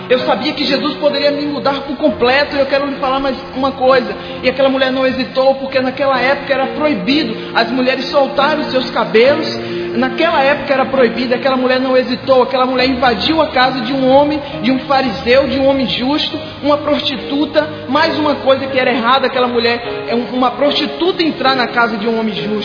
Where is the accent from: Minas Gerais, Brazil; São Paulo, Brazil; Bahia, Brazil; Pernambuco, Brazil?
Bahia, Brazil; Ituberá; Eu sou da cidade de Ituberá, interior da Bahia.